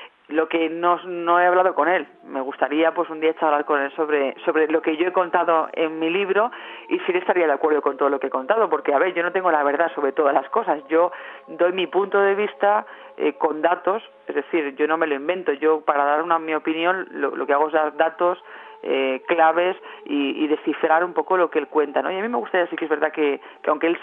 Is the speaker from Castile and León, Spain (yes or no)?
yes; Valladolid, Castile and León, Spain; presento el libro el 24 de septiembre en Valladolid, en mi tierra